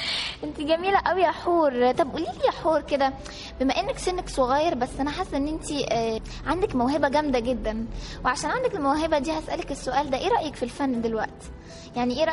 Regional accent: Cairo, Cairo Governorate, Egypt; انا من القاهره

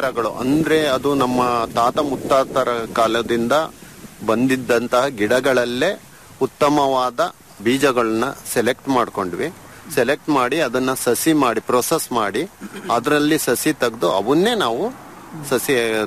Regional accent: Somashettahalli, Karnataka, India; ನಮ್ಮ ಪ್ರಾಪರ್ ಬಂದ್ಬಿಟ್ಟು ಚನ್ನಗಿರಿ ತಾಲೂಕು ಸೋಮಶೆಟ್ಟಹಳ್ಳಿ.

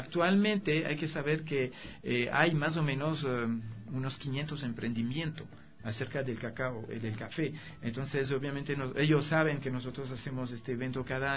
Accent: France; Spanish is a second language; now in Ecuador; yo soy francés, ¿no? Y yo vivo aquí algunos años

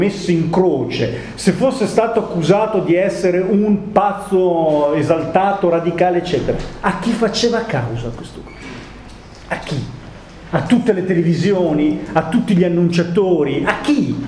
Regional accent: Modena, Emilia-Romagna, Italy; io sono modenese

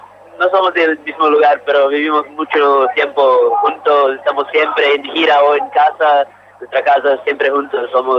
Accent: Goiânia, Goiás, Brazil; Spanish is a second language; now in Campinas, Brazil; yo soy de Goiânia, es una ciudad al centro de Brasil, cerca de la capital, Brasilia. Pero vivimos juntos todos nosotros en Campinas, São Paulo, cerca de la capital, São Paulo.

